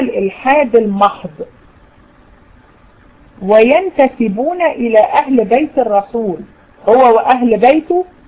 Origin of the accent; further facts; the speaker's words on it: Egypt; عندنا في مصر